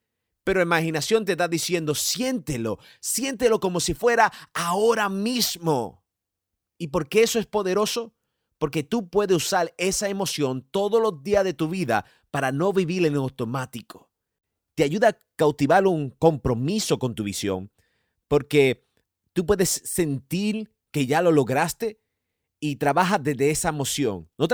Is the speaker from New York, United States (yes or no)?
yes; New York, United States; Yo nací y fui criado en Nueva York y es mi ciudad